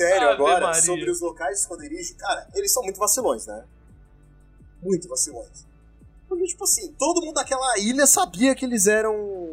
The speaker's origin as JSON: {"language": "Portuguese", "town": "Campinas", "region": "São Paulo", "country": "Brazil", "said": "Não, é que eu sou de Campinas."}